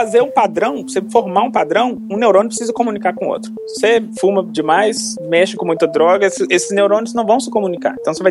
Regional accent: Belo Horizonte, Minas Gerais, Brazil; eu sou de Belo Horizonte, fiz minha graduação na Faculdade de Filosofia e Ciências Humanas lá do UFMG.

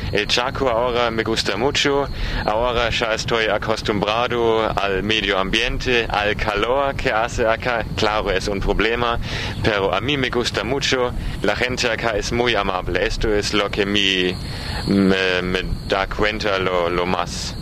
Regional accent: Bavaria, Germany; Spanish is a second language; now in Argentina; Yo soy de Alemania, es un país en Europa, y yo soy de una provincia en el sur que se llama Bavaria.

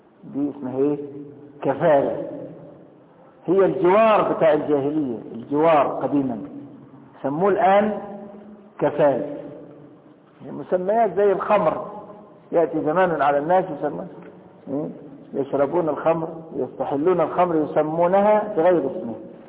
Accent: Egypt; طب لكن أنا دلوقتي مصري وهخش مكة

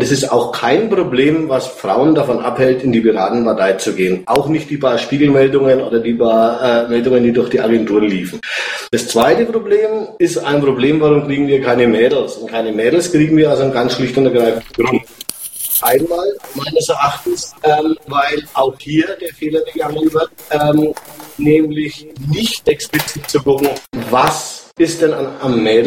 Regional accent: Nuremberg, Bavaria, Germany; ich komme aus Nürnberg. Ich bin 44

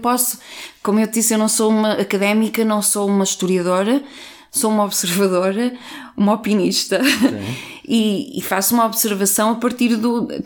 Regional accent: Vila Nova de Gaia, Porto, Portugal; eu cresci em Gaia

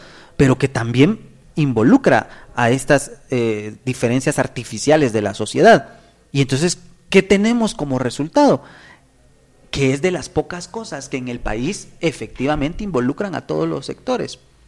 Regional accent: Guatemala; compartimos en este caso una cuestión que nos identifica como guatemaltecos

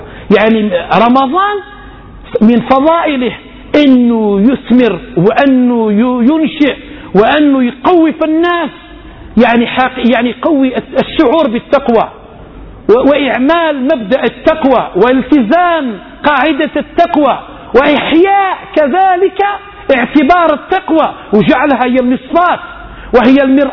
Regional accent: Algeria; احنا فشات مش غير عندنا بالجزائر

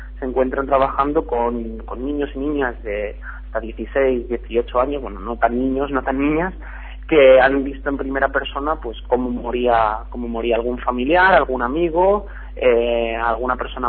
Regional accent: Spain; ahora mismo nos encontramos tres personas que procedemos del Estado español

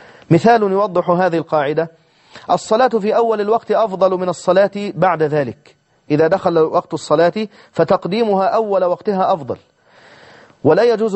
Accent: Egypt; معروف عندنا في مصر نقول عنه الخروف

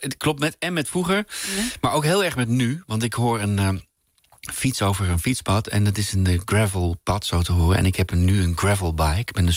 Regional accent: Hilversum, North Holland, Netherlands; Nee, mijn jeugd hier in Hilversum, niet ver hier vandaan waar wij woonden...

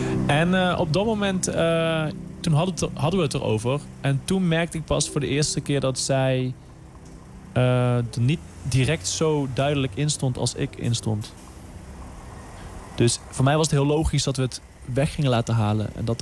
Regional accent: Limburg, Netherlands; now in Amsterdam, Netherlands; Ik ben 29 jaar oud. Ik kom uit Limburg. Ik woon in Amsterdam.

